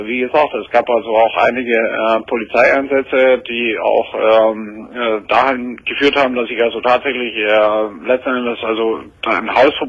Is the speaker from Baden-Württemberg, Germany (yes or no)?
yes; Baden-Württemberg, Germany; born there; Ich bin ein gebürtiger Schwabe, ich trinke auch mal gerne mal.